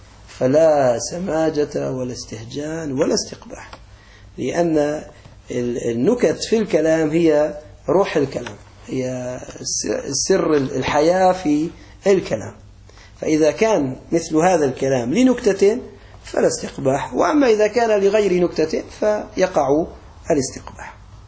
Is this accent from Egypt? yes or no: no; Aleppo, Aleppo Governorate, Syria; accent: Aleppine; بعض الأولاد عندنا على لهجتنا الحلبية